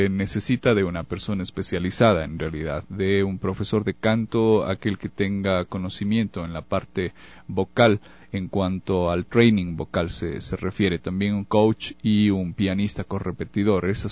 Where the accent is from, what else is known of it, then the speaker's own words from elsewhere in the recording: Ecuador; En la actualidad nosotros como ecuatorianos no debemos y no somos menos absolutamente que nada ni nadie.